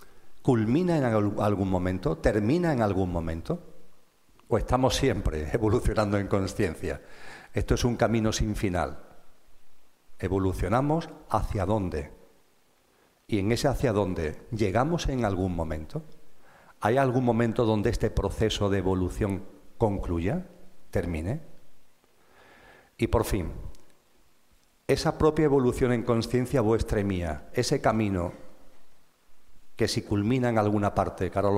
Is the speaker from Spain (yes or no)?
yes; Andalusia, Spain; Imaginaros esto allí de donde yo vengo, en Andalucía, complicadísimo. Las S no las comemos